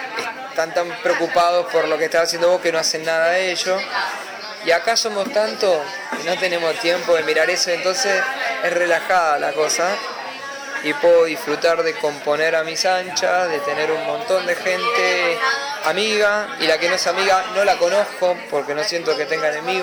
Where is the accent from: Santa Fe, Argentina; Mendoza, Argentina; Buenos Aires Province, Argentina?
Mendoza, Argentina; now in Buenos Aires, Argentina; Yo, por más que soy mendocino, me amigo con el folclore estando acá en Buenos Aires.